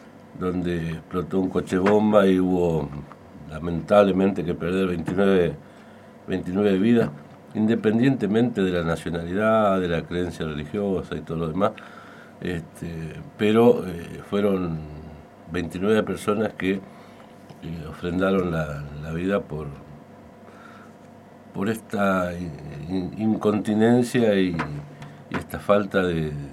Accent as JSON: {"language": "Spanish", "region": "Tucumán", "country": "Argentina", "said": "yo soy tucumano, me tocó el servicio militar, estaba enrolado en el Distrito Militar Tucumán"}